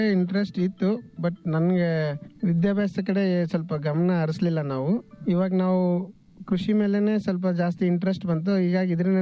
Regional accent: Adapur, Karnataka, India; ನಮ್ಮ ಸ್ವಂತ ಊರು ಆದಾಪುರ್, ಲಿಂಗಸೂರು ತಾಲೂಕು, ಮುದಗಲ್ ಹೋಬಳಿ.

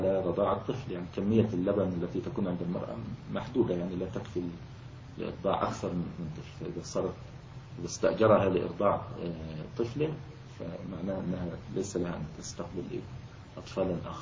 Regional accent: Egypt; ويعني كان موجود عندنا في مصر الوقت قريب يعني في القرى وكذا

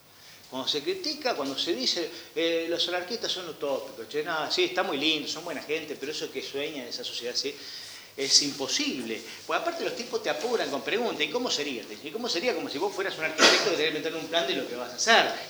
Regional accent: Argentina; Juan Pérez, que vive en Ushuaia, Cacho González, que vive en Jujuy, y yo somos argentinos

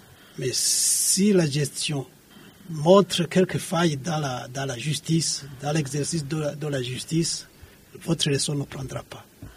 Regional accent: Burundi; je suis citoyen du Burundi, j'aime mon pays

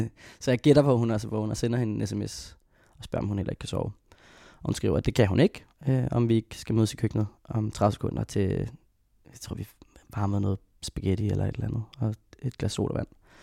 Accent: Hvidovre, Capital Region of Denmark, Denmark; Så jeg boede sammen med dem og min storebror i Hvidovre.

